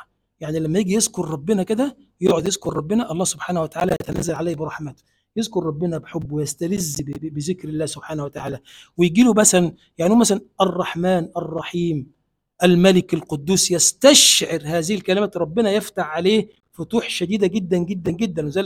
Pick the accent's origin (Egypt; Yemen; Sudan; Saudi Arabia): Egypt; اللهم اجعل بلدنا مصر بلدا آمنا مطمئنا